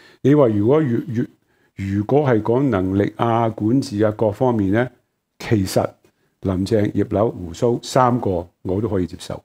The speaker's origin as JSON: {"language": "Cantonese", "country": "Hong Kong", "said": "但是我说不是，我香港人有选择。"}